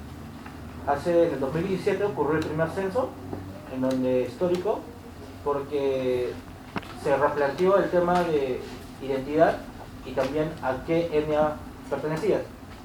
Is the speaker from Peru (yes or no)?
yes; Peru; De Brasil no, pero soy de Perú.